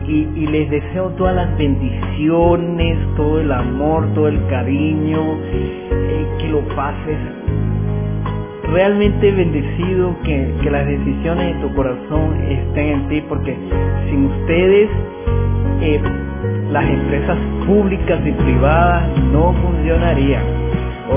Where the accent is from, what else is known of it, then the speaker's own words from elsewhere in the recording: Chacao, Miranda, Venezuela; que somos parte ya de Caracas. Aunque no somos Caracas, somos del estado Miranda